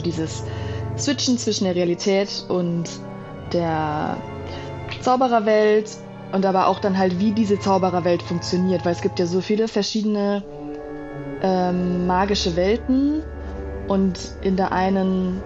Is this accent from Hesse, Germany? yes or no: no; Düsseldorf, North Rhine-Westphalia, Germany; ich komme aus Düsseldorf und da gab es eine Zeitung für wohnungslose Menschen